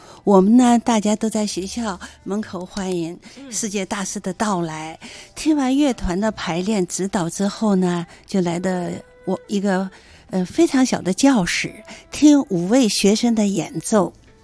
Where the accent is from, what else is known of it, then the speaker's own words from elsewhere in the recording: Shanghai, China; born there; 对，我出生在上海。